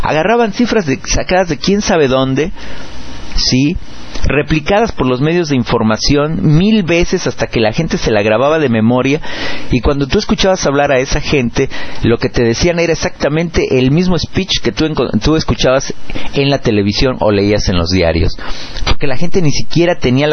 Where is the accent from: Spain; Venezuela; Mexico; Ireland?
Mexico; nosotros en México nos fuimos de Guatemala para entrar en Guatepeor cuando decidimos la alternancia